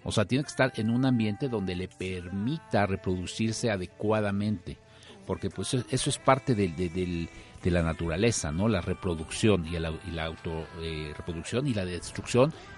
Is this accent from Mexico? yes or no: yes; Mexico; nosotros como profesionistas, como mexicanos